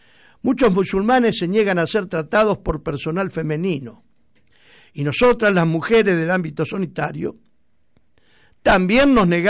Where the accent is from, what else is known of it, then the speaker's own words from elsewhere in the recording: Rosario, Santa Fe, Argentina; moved away; cuando voy a mi terruño, a Rosario. La angustia que me agarra cuando yo salgo de Rosario para volver acá.